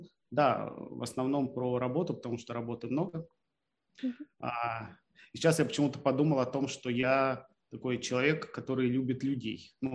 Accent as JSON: {"language": "Russian", "town": "Khabarovsk", "region": "Khabarovsk Krai", "country": "Russia", "tie": "born or raised there", "moved": "as an adult", "lives_now": "Moscow, Russia", "said": "переехал год назад в Москву, примерно вот в октябре будет ровно год. А я вырос и родился в Хабаровске. Вот. А после какого-то времени жизни решил перебраться в Москву."}